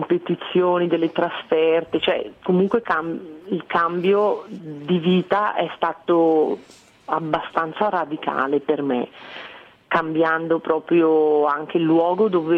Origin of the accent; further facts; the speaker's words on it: Santa Caterina Valfurva, Lombardy, Italy; born there; Santa Caterina, mio paese, dove sono nata